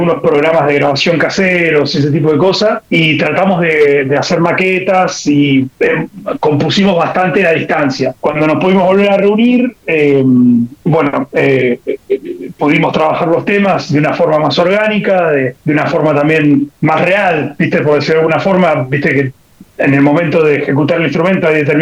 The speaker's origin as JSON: {"language": "Spanish", "region": "Buenos Aires", "country": "Argentina", "said": "justo están cerca del barrio donde vivo yo soy de Capital Federal, y yo estoy cerca de Mataderos, del barrio de Mataderos."}